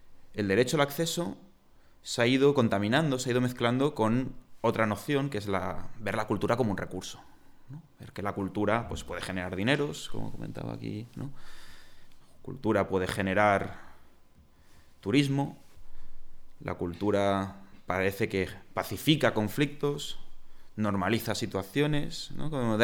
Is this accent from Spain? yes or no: yes; Catalonia, Spain; Yo que vengo de Cataluña